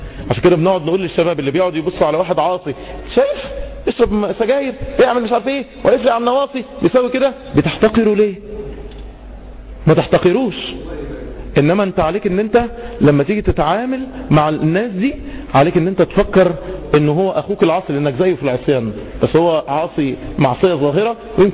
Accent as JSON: {"language": "Arabic", "country": "Egypt", "said": "احنا كمصريين، احنا كمصريين يشيع جدا، عشان احنا شعوب شرقية عكس الغربيين."}